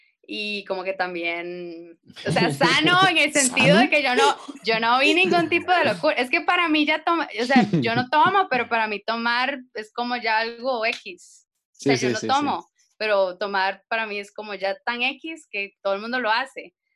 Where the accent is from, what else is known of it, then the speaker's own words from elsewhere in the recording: Cartago, Costa Rica; Soy artista costarricense de Cartago.